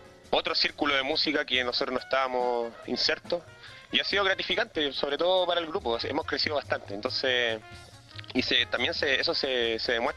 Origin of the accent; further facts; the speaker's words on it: Antofagasta, Chile; now in Santiago, Chile; Más para nosotros que venimos de Antofagasta